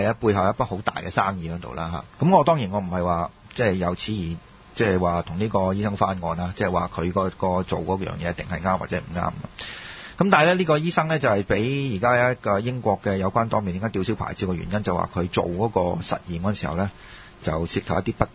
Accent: China; 就正如我哋中國人講啊

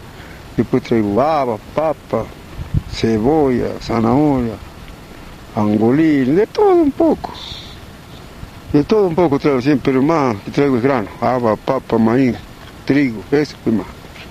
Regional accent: Susques, Jujuy, Argentina; Y vengo de Susque, del interior de Calidad Huanca, del domicilio del campo Cuevas. Del campo vivo yo.

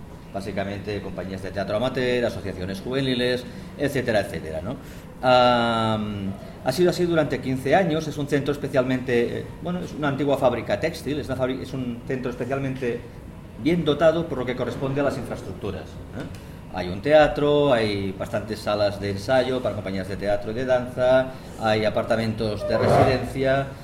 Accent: Barcelona, Catalonia, Spain; Vengo de Barcelona.

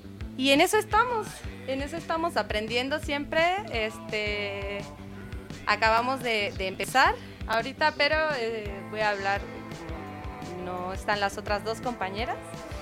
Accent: Catalonia, Spain; y yo misma, que soy de tierras catalanas.

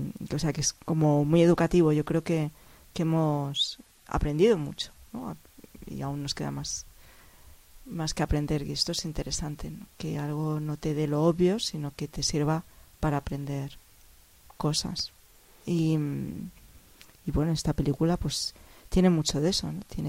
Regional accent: Mexico; Claro, si soy mexicano, bueno, algo así

